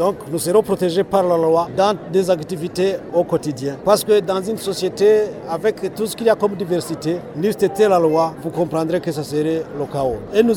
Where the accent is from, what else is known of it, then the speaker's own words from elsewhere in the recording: Burundi; Après tout, dans nos différences, nous sommes Burundais.